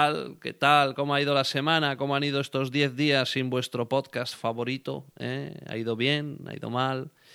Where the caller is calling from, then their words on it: Gautegiz Arteaga, Basque Country, Spain; hablando desde Gauteguizarteaga, el corazón de Urdaibai, el corazón de Vizcaya, tu corazón partido.